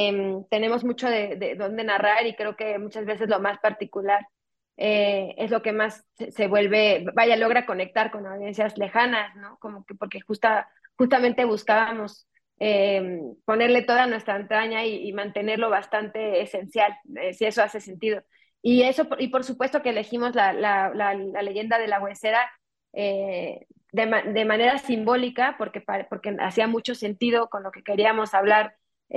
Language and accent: Spanish; Mexico City, Mexico; mi coescritora y yo, y el gran parte del equipo creativo detrás de Huesera, crecimos en la Ciudad de México, somos latinoamericanas